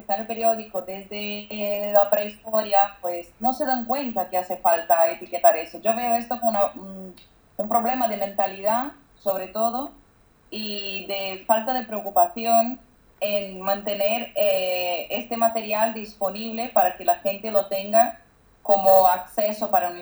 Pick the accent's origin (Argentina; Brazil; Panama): Brazil; Spanish is a second language; Perdona por mi castellano, es que soy brasileña, entonces me cuesta